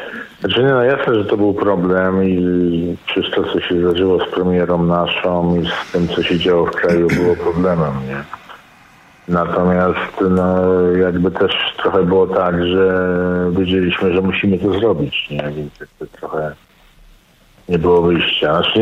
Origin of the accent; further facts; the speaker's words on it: Lower Silesian Voivodeship, Poland; Mówię górnym ironicznie, bo jestem z Dolnego